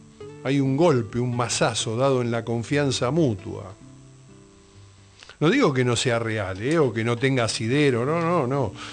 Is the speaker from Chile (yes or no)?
no; Argentina; en el colectivo de todos nosotros como argentinos, como ciudadanos